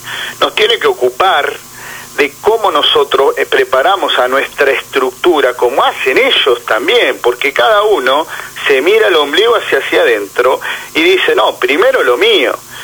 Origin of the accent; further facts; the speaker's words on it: Argentina; nosotros estemos en un estado de situación como sociedad argentina